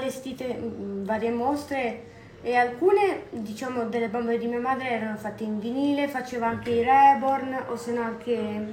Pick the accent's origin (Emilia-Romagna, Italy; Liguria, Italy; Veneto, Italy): Liguria, Italy; Seborga; also born or lived in Sanremo; now in Ormea, Italy; io in realtà sono nata a Sanremo e ho vissuto a Seborga per 16 anni.